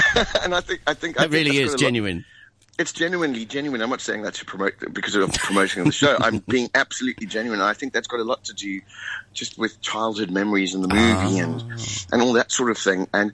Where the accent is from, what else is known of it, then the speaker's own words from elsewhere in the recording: South Africa; And we would say we were from South Africa.